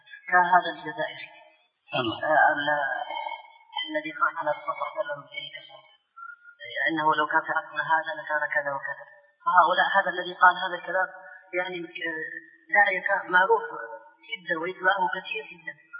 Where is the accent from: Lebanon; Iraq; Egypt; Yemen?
Yemen; Hadramaut; رجل صوفي عندنا في حضرموت